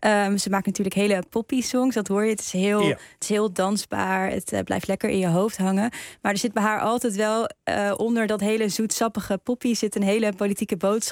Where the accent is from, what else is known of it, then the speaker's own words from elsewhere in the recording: Netherlands; En als Nederlanders gaan we natuurlijk snel naar Antwerpen toe.